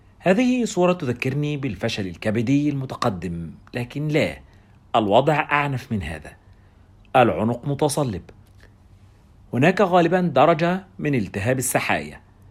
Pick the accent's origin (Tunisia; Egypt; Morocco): Egypt; يريحون العصا على كتفهم كما يفعل السقاء عندنا في مصر